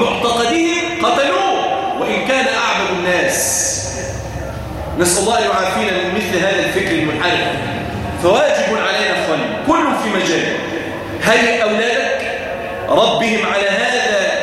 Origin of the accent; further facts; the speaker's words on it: Damietta, Damietta Governorate, Egypt; اللهم اجعل بلادنا دمياط واحده للامن والامان